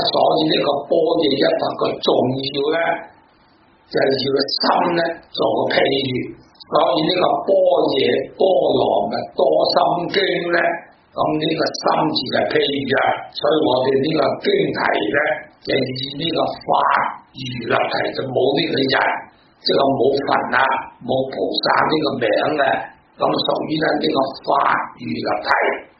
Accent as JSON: {"language": "Cantonese", "region": "Guangdong", "country": "China", "said": "我哋讲到广东人啦"}